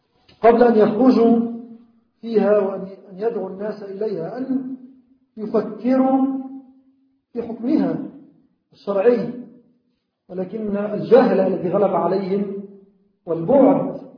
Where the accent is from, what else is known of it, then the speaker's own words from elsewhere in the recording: Egypt; هذه الأيام كما هو معلوم تمر بلدنا مصر بأحداث مؤسفة